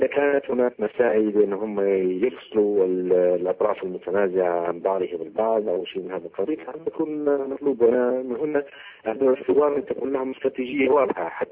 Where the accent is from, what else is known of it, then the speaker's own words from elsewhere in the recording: Libya; نحن كليبيين